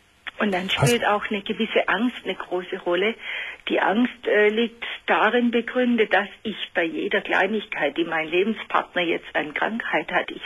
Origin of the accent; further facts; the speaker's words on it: Baden-Württemberg, Germany; accent: Swabian; Sie hören Sie sicher, ich rede Schwäbisch.